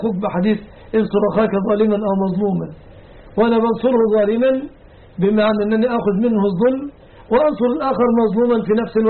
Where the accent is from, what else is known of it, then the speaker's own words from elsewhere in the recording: Egypt; هذا وأسأل الله أن يحفظ بلادنا مصر